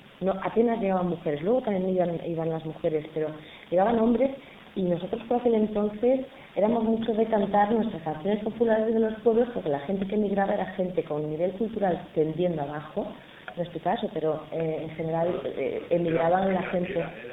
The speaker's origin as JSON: {"language": "Spanish", "country": "Spain", "moved": "yes", "lives_now": "Switzerland", "said": "iba pues muy caracterizada como española"}